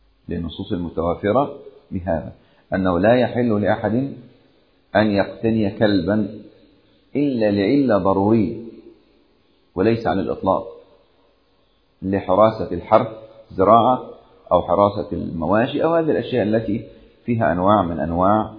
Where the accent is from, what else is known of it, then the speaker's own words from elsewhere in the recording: Upper Egypt, Egypt; أذكر قصة وقعت عندنا في الصعيد قديمة، قصة قديمة كنا نسمع عنها يعني